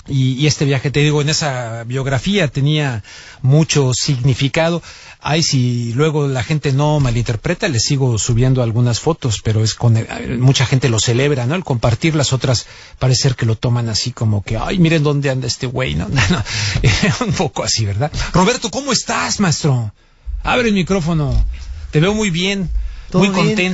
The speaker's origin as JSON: {"language": "Spanish", "country": "Mexico", "said": "No soy español, soy mexicano"}